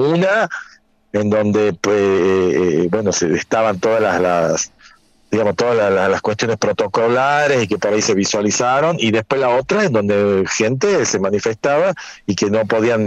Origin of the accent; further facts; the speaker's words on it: Tucumán, Argentina; Yo vivo desde que soy muy pequeño, no nací en Tucumán, pero me considero tucumano